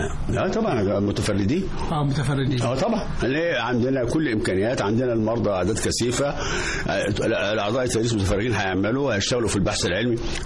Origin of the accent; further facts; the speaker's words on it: Egypt; ما احنا مصريين اهو